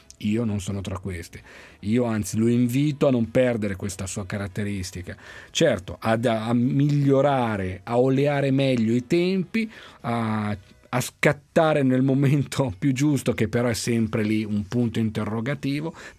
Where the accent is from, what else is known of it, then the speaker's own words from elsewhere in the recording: Milan, Lombardy, Italy; da milanese